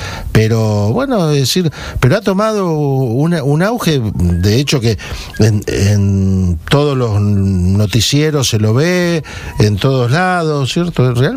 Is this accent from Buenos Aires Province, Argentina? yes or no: no; Santa Fe, Argentina; De allí, de mi tierra, de Santa Fe